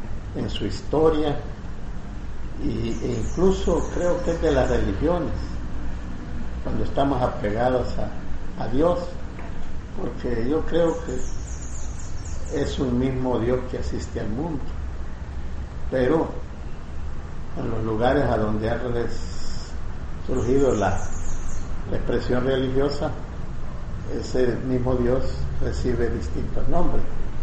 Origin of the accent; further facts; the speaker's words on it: San Miguel, El Salvador; Yo soy de San Miguel.